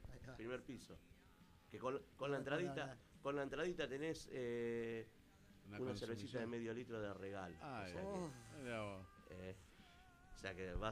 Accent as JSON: {"language": "Spanish", "town": "Banfield", "region": "Buenos Aires Province", "country": "Argentina", "said": "Bueno, yo soy de Banfield, ¿no? Pero bueno."}